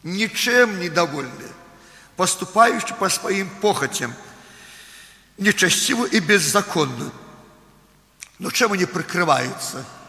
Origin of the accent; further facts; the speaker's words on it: Belarus; Russian is a second language; я белорус, не совсем русский хорошо знаю.